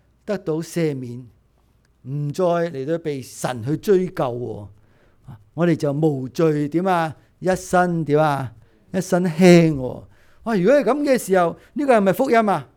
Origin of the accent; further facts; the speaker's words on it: Hong Kong; 但系我哋香港人咧系好曳嘅